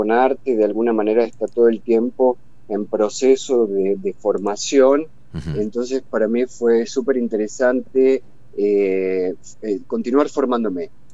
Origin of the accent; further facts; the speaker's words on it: Zárate, Buenos Aires Province, Argentina; yo soy de Zárate, que es una ciudad hacia el norte de la provincia de Buenos Aires